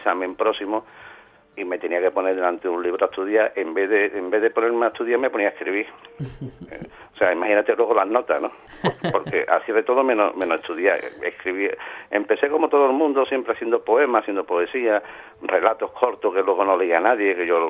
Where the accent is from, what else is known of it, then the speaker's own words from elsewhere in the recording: Seville, Andalusia, Spain; born there; now in San Fernando, Spain; Yo llevo ya casi 40 años en San Fernando, en Cádiz. O sea, nací en Sevilla, pero digamos que mi corazón está dividido entre Cádiz y Sevilla.